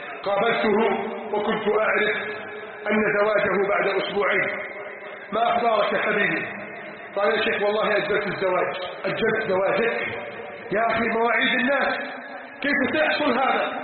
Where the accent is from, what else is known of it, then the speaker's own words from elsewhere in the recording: Upper Egypt, Egypt; إذا ما مررت على صعيد بلدنا مصر المباركة